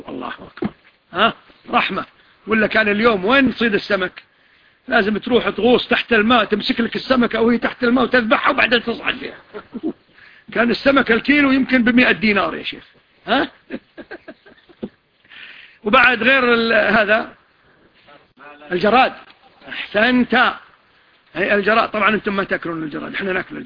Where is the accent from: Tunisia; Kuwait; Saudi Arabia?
Kuwait; وشاف الباص كويتي وحنا كلنا كويتيين